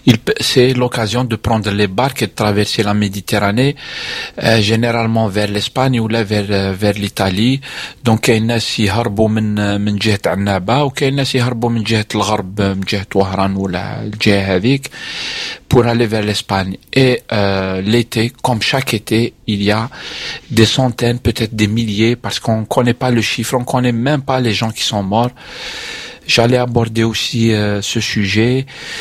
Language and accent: French; France; Année, je suis français, donc c'est vrai que je suis pas touché personnellement dans ça.